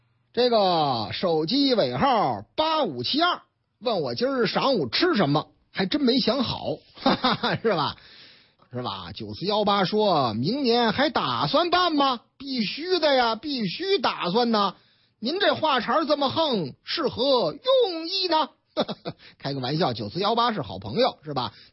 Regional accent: Shanghai, China; 上海啊，我老家上海啊

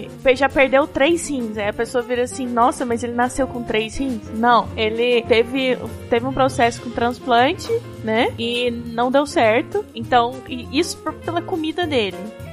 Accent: Paraná, Brazil; no Paraná, eu sou natural do Paraná, né?

